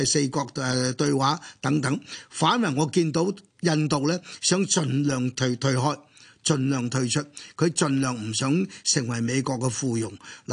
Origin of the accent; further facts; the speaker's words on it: China; 因為我是中國人，因為我是深入我哋嘅國家歷史。